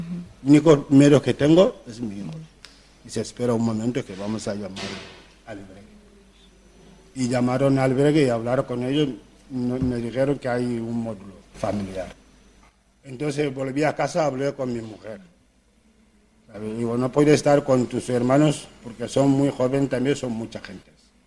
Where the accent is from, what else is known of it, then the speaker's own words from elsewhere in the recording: Gambia; Spanish is a second language; de Gambia.